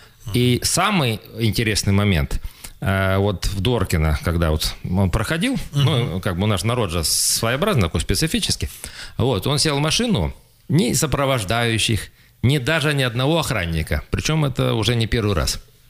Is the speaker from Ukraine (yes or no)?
no; Sukhobuzimskoye, Krasnoyarsk Krai, Russia; моя малая родина, село Сухобузимское, я все-таки, скажем так, при определенных обстоятельствах заканчивал Сухобузимскую среднюю школу, правда, это было еще в прошлом веке